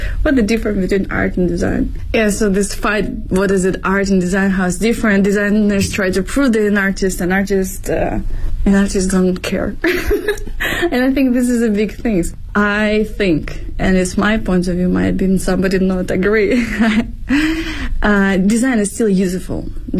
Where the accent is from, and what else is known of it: Ukraine; now in Beijing, China